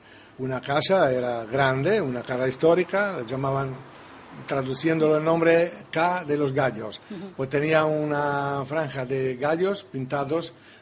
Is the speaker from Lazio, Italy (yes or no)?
no; Trento, Trentino-Alto Adige, Italy; Spanish is a second language; Mi ciudad natal es Trento. Trento, la ciudad del Consiglio.